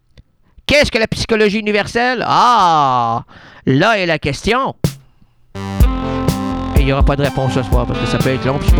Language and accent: French; Quebec City, Quebec, Canada; parce que je suis un Québécois de Québec, de Laval.